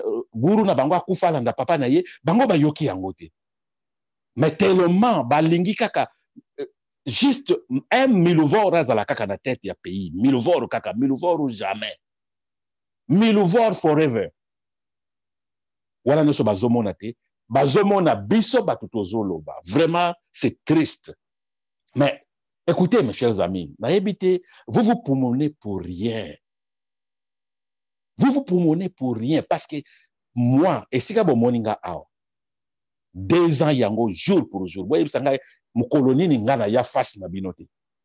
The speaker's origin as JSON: {"language": "French", "country": "DR Congo", "said": "Je ne suis pas, je suis congolais, mais je ne suis pas professeur na Congo."}